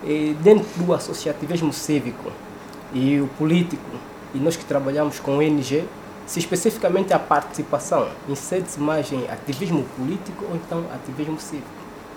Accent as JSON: {"language": "Portuguese", "country": "Angola", "said": "que estamos a receber nós como angolanos"}